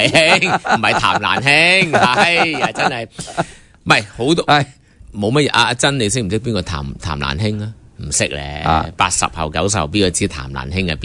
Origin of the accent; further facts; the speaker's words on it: Hong Kong; 我们香港人的普选国际社会关注是必须的